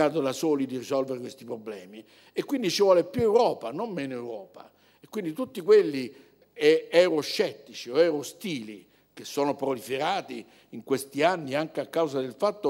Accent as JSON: {"language": "Italian", "region": "Calabria", "country": "Italy", "said": "Io sono calabrese, nessuno è perfetto, noi calabresi abbiamo esportato nel mondo tante belle cose"}